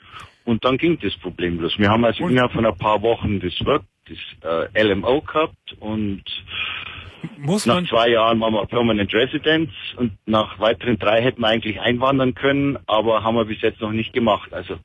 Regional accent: Bavaria, Germany; moved away as an adult; now in United States; Ich bin Bayer, so ein Unterschied.

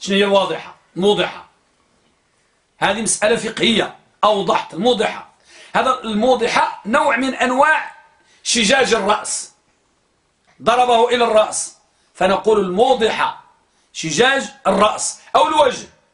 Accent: Morocco; عندنا في المغرب وماشي غير في المغرب فقط

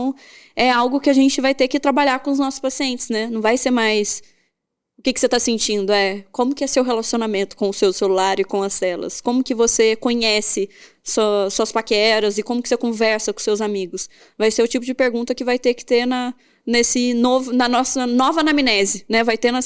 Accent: Minas Gerais, Brazil; E eu, que sou mineira e gosto de conversar

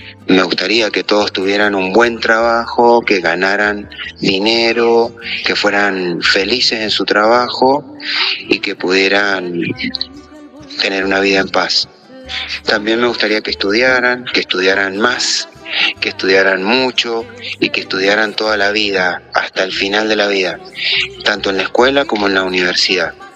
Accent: General Alvear, Mendoza, Argentina; born there; Es muy parecido al lugar donde yo nací, General Alvear.

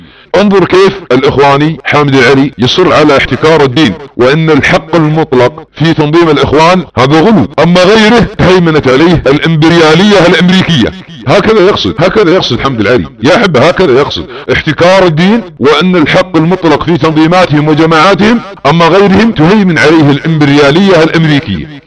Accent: Saudi Arabia; ابناء وطني في المملكة العربية السعودية

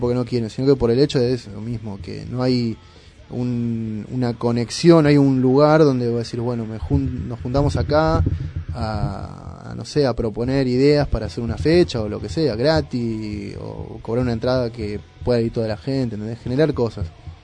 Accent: Moreno, Buenos Aires Province, Argentina; yo soy de Moreno

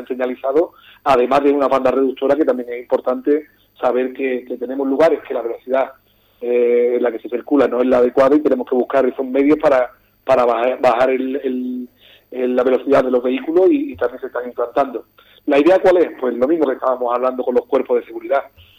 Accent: Ubrique, Andalusia, Spain; yo estoy muy orgulloso cuando salgo de Ubrique de hablar de mi pueblo

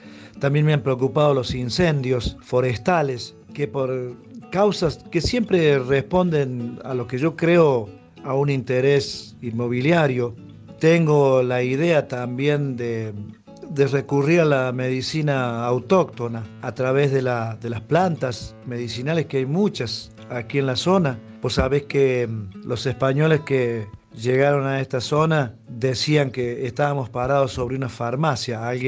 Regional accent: Capilla del Monte, Córdoba, Argentina; soy de Capilla del Monte, me he criado más al norte, tirando al Carrizal, Las Lajas, ahí nos hemos criado.

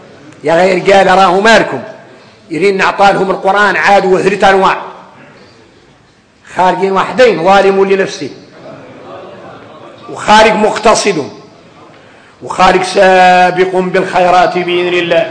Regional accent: Mauritania; وفينا احنا اليوم موريتاني

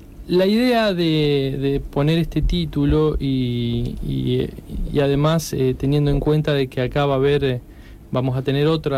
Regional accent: Paraná, Entre Ríos, Argentina; yo empecé estudiando Derecho en Santa Fe, soy de Paraná, cuando me vine a estudiar filosofía en Rosario...

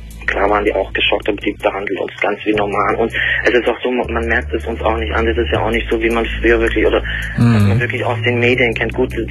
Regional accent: Turkey; now in Germany; Na gut, ich bin Türke.

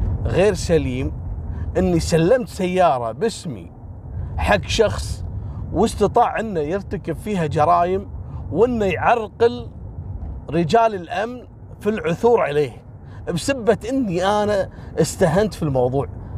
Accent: Kuwait; كانت قصته مشهورة جدا عندنا في الكويت على جواز سفر كان مفقود

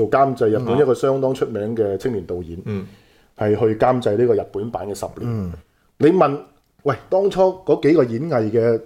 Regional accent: Hong Kong; 而家我哋香港人嘅視野閉塞嘅原因係咩咧？

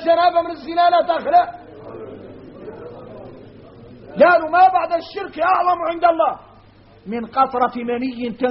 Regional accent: Mauritania; احنا راك موريتاني

